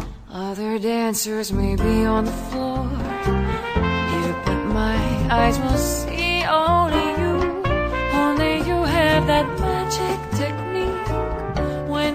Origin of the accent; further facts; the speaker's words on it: Puebla, Mexico; yo soy poblana